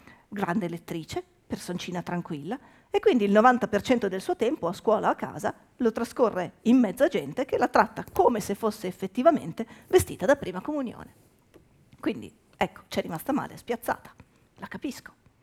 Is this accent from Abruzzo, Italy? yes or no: no; Milan, Lombardy, Italy; born there; now in Turin, Italy; Io sono mezza milanese, mezza veneta, mezza è impossibile. Comunque sono mezza veneta, mezza emiliana, nata a Milano, trapiantata a Torino, non c'è una vocale che io azzecchi